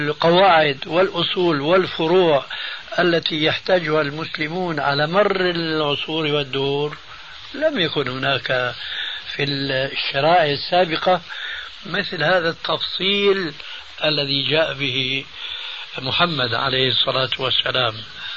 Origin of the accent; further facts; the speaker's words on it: Syria; هم يقولون عندنا في سوريا خير الذقون إشارة تكون